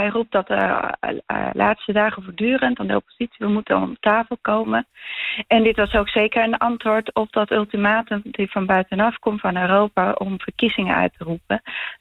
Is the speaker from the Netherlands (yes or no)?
no; Bolivia; ik kom uit Bolivia.